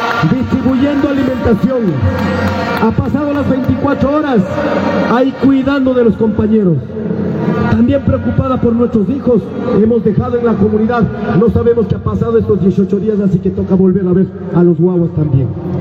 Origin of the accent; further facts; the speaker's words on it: Cotopaxi, Ecuador; los que somos de Cotopaxi, perdón, los que somos